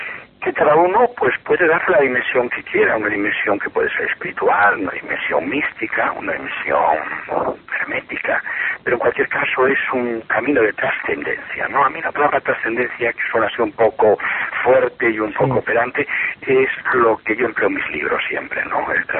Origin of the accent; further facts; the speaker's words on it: Vigo, Galicia, Spain; born there; yo soy, nací en Vigo, y soy por tanto gallego y no ejerzo mucho de gallego, pero vamos, me gusta mucho mi tierra.